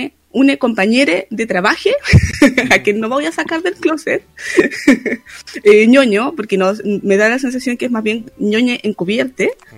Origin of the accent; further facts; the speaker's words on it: Antofagasta, Chile; also born or lived in Santiago; Yo nací en Santiago de Chile, en la comuna Independencia. Viví varios años allí, luego mi familia se trasladó a Antofagasta. Volvimos un tiempo a Santiago y después volvimos a Antofagasta. O sea que yo estoy actualmente radicada acá.